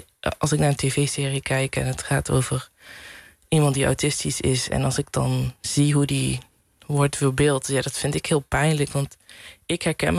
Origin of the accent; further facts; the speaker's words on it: southern Netherlands, Netherlands; accent: soft G; Mijn zachte G is er nog een beetje.